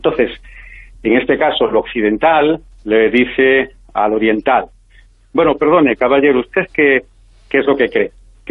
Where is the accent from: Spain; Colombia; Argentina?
Spain; Galicia; sabes que como gallegos tenemos retranca